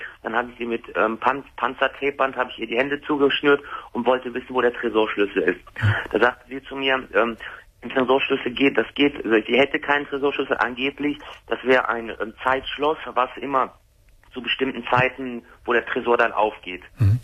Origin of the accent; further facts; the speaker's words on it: Wuppertal, North Rhine-Westphalia, Germany; Ich komme aus Wuppertal.